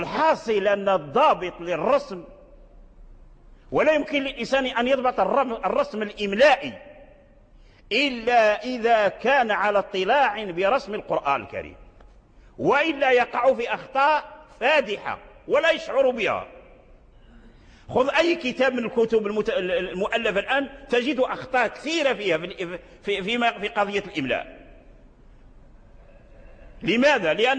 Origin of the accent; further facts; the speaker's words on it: Morocco; من الأئمة والعلماء عندنا في المغرب كذلك لهم تآليف